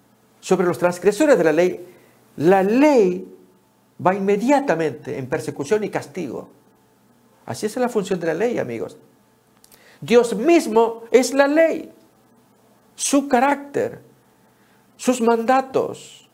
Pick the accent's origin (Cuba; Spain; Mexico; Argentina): Argentina; Años atrás, en Argentina, en mi país, hubo una crisis económica tal que hubo que devaluar el dinero